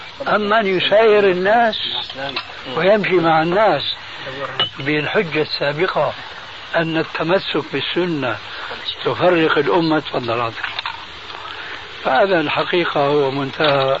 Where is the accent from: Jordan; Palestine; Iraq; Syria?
Syria; كما يقولون عندنا في الشام ست نفوس.